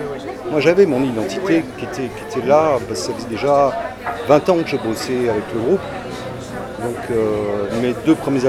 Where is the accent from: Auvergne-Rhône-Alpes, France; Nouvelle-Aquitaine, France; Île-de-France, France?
Nouvelle-Aquitaine, France; Bordeaux; Et j'ai grandi à Bordeaux.